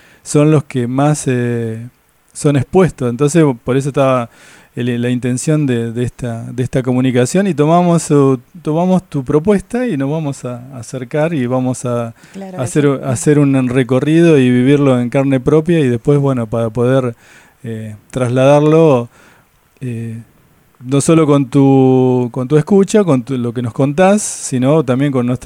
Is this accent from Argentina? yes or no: yes; Tolosa, Buenos Aires Province, Argentina; yo, por ejemplo, soy de Tolosa y conocemos lo que ha pasado.